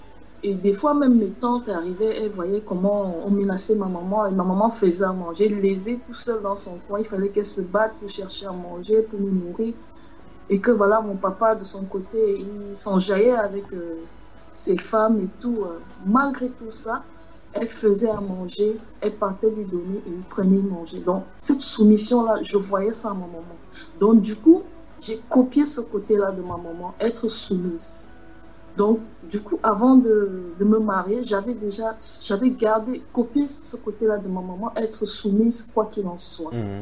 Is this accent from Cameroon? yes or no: yes; Cameroon; comme on dit chez nous au Cameroun